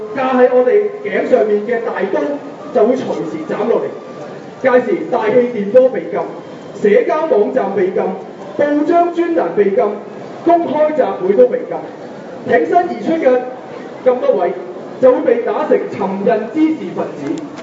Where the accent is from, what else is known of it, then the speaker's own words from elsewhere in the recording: Macau; 此時此刻我嚟呢度唔係因為我係澳門人，唔係因為我係中國人，而係因為我係一個人。